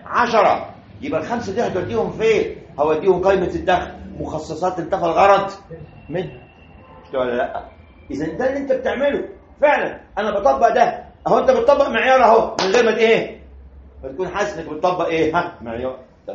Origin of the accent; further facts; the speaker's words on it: Egypt; وده حصل عندنا في مصر